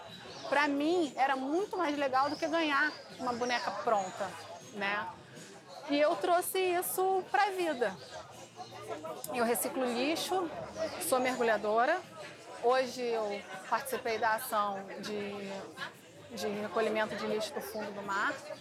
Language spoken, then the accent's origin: Portuguese; Rio de Janeiro, Brazil; nascida e criada no Rio de Janeiro. Amo essa cidade. E atualmente eu moro aqui na Urca.